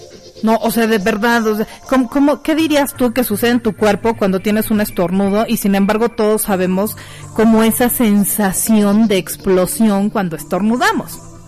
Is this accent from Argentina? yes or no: no; Mexico; estas pícaras que como mexicanos utilizamos para referirnos a las relaciones sexuales